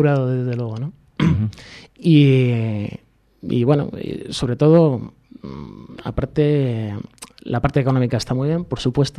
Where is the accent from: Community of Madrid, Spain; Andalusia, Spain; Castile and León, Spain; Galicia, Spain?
Community of Madrid, Spain; Leganés; Yo soy de Leganés.